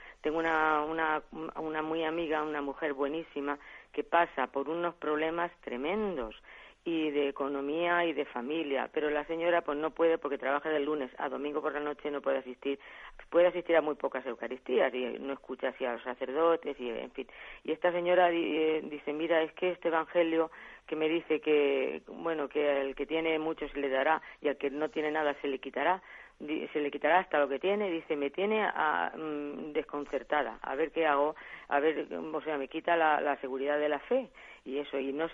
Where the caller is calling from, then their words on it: Albacete, Castilla-La Mancha, Spain; de Albacete.